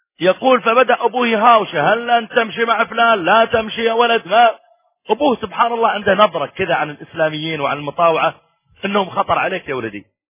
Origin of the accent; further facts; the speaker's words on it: Saudi Arabia; مرة كان عندي محاضرة في إحدى المناطق عندنا في السعودية